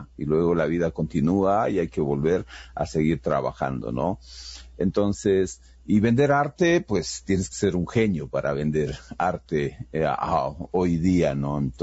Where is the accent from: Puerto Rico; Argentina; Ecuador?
Ecuador; como artista ecuatoriano, en cierta manera estás generando un patrimonio